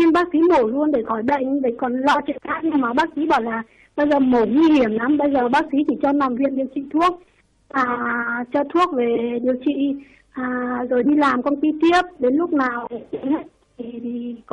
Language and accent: Vietnamese; Vietnam; Quê Lạng Sơn.